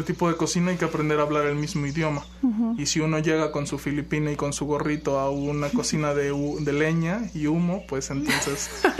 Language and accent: Spanish; Xalapa, Veracruz, Mexico; De aquí, de Jalapa.